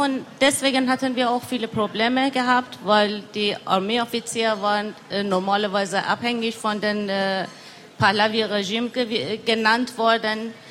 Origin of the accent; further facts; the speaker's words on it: Tehran, Tehran Province, Iran; now in Germany; Ich komme aus dem Iran, bin seit 22 Jahren hier in Deutschland.